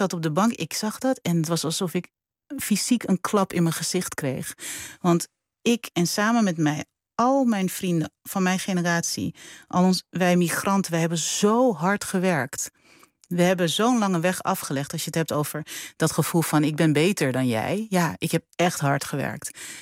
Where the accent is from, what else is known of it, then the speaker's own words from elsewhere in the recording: Suriname; born there; mijn loyaliteit aan mijn familie en aan mijn geboorteland